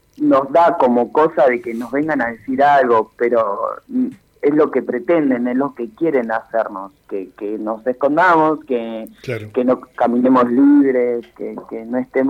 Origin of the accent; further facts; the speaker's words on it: Olavarría, Buenos Aires Province, Argentina; now in Buenos Aires, Argentina; yo soy de Olavarría, hace 3 años que estoy en Buenos Aires